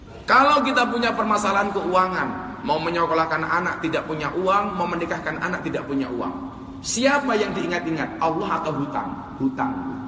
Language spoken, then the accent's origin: Indonesian; Ponorogo, East Java, Indonesia; also born or lived in Lampung; Kebetulan saya aslinya Ponorogo tapi lahir di Lampung. … putra Jawa kelahiran Sumatera.